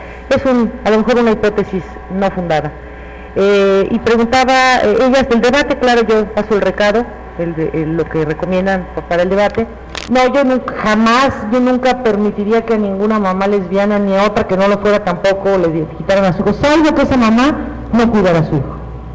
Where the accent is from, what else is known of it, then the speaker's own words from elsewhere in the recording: Mexico; Nosotros, como mexicanos, bueno, yo no soy autoridad, pero como nación